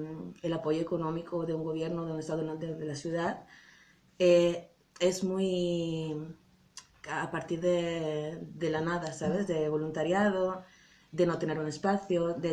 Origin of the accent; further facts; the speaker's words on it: Italy; es de mi raíz, o sea, vengo de Italia y de Sud Europa y es muy diferente